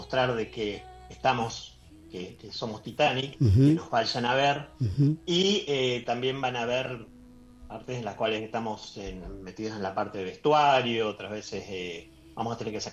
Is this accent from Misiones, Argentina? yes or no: yes; Posadas, Misiones, Argentina; now in Buenos Aires, Argentina; porque yo estoy viviendo en Capital. Y si yo soy de Misiones, de Posada Misiones.